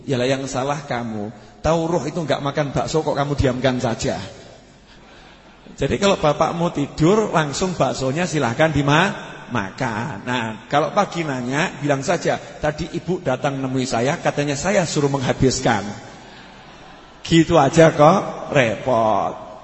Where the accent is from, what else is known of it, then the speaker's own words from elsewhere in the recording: Java, Indonesia; Saya sebagai orang Jawa tersinggung kok begitu-begitu kan.